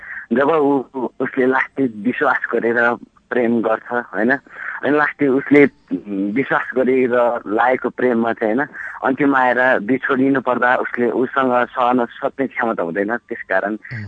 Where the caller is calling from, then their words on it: Koshi Province, Nepal; म खोटाङको फेरीबाट